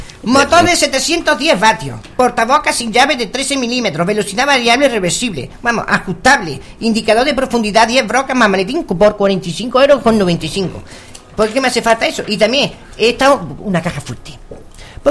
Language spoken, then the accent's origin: Spanish; Bailén, Andalusia, Spain; Yo que soy ciudadana de Bailén